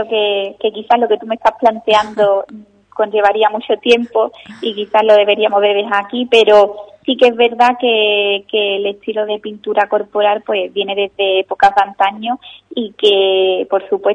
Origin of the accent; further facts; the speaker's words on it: Ubrique, Andalusia, Spain; espero tener próximamente la oportunidad de que todos los ubriqueños puedan verlo aquí en mi pueblo.